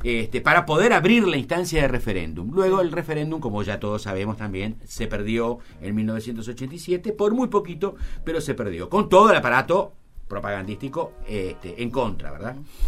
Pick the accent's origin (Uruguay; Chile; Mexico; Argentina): Uruguay; Pudimos, digo, como uruguayo